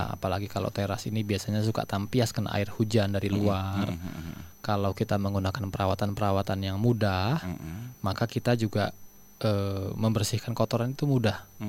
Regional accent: Pekalongan, Central Java, Indonesia; Kalau di daerah, saya, istri saya Solo, saya asli Pekalongan.

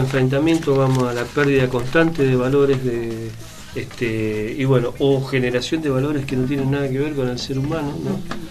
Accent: Mendoza, Argentina; como mendocinos no queremos quedar alejados de esta propuesta nacional

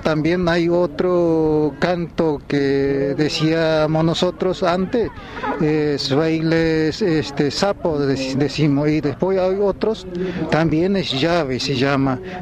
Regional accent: El Simbolar, Formosa, Argentina; Yo soy de la comunidad del Simbolar, yo Simbolar, son Pilagayo.

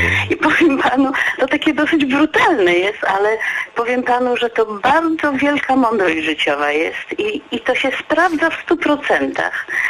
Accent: Przemyśl, Subcarpathian Voivodeship, Poland; now in Opole, Poland; mieszkam w tej chwili w Opolu, ale pochodzę z Przemyśla

